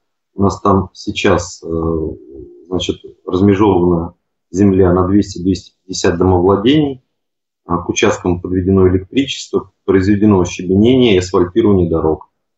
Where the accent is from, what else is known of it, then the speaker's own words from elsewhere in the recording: Nizhny Novgorod, Nizhny Novgorod Oblast, Russia; я из Нижнего Новгорода. Сам живу как бы не в самом Нижнем, а на земле.